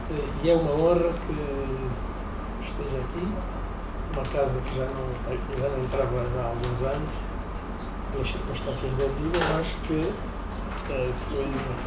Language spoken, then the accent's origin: Portuguese; Cuanza Sul, Angola; born there; Nasci no Cão do Sul, sou agrónomo